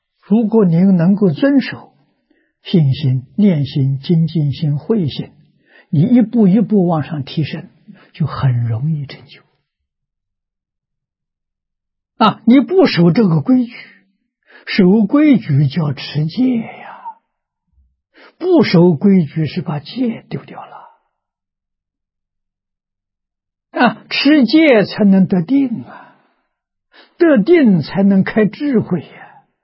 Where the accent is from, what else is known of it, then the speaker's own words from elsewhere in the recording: Tongcheng, Anhui, China; 我十岁以前即是住在农村啊，我们家乡是桐城派的发源地，所以文风很盛啊，就是读书的风气很盛，这在一般农村遇不到。我生在这个地方啊